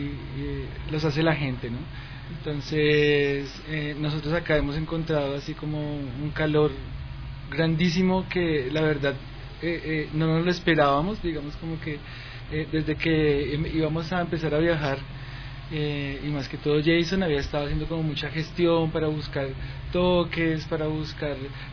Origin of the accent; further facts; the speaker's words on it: Bogotá, Colombia; Bueno, venimos de Bogotá.